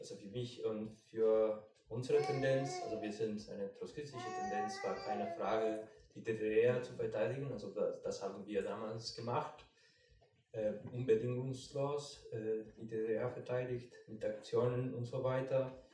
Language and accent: German; Mexico; Ich komme aus Mexiko, ich habe es gesehen, also es hat eine Wirkung auch da.